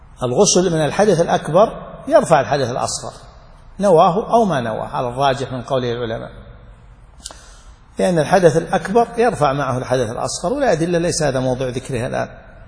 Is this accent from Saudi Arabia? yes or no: yes; Saudi Arabia; عندنا في السعودية بالميلادي، عفوا بالهجري